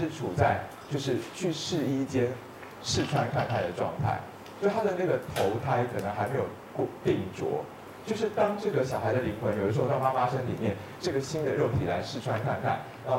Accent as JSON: {"language": "Chinese", "country": "China", "said": "我们中国人说右半身比较是气分，左半身比较是血分"}